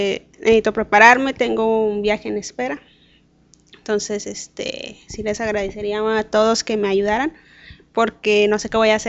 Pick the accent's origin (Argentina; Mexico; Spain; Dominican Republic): Mexico; Monterrey, Nuevo León; soy de aquí de Monterrey, tengo 28 años.